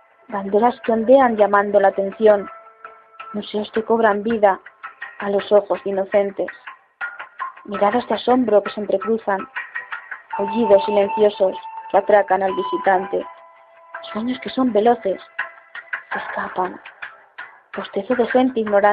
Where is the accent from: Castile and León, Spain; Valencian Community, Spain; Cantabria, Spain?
Castile and León, Spain; Soria; tengo 28 años y soy de Soria, España. Y desde esta poética tierra os envío este poema.